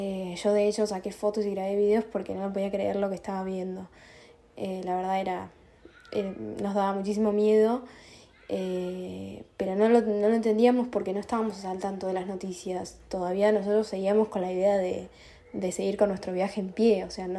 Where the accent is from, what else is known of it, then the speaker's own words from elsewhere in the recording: Tandil, Buenos Aires Province, Argentina; yo soy de Tandil, estoy acá varada en Lisboa con mi novio Manuel, que también es de Tandil